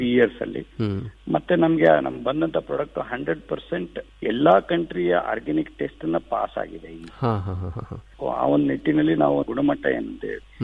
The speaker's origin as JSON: {"language": "Kannada", "town": "Budagumpa", "region": "Karnataka", "country": "India", "tie": "born or raised there", "said": "ನಾನು ಹಳ್ಳಿಯಲ್ಲಿ ಹುಟ್ಟಿ ಕನ್ನಡ ಮೀಡಿಯಂದಲ್ಲೇ ನಾನು ಓದ್ದವನು. ಅಲ್ಲೇ ಒಂದು ಗಂಗಾವತಿ ಹತ್ರ ಕಾರ್ಟಿಗಿ ಬೂದ್ಗುಂಪ ಅಂತ ಒಂದು ಊರಿಂದ ನಾವು"}